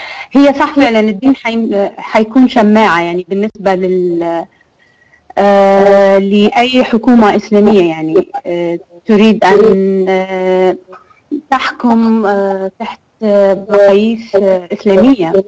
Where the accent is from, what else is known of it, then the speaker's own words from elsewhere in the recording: Libya; انا من ليبيا.